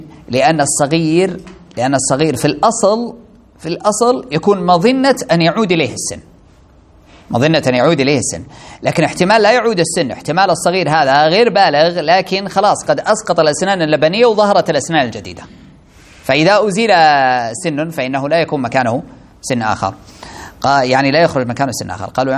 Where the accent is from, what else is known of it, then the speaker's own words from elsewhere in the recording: Saudi Arabia; طيب عندنا في السعودية اثنين كذا